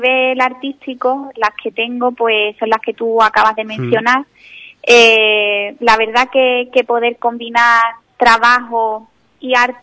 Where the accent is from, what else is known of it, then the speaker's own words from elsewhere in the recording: Ubrique, Andalusia, Spain; En mi pueblo, Ubrique, cada vez que he hecho una exposición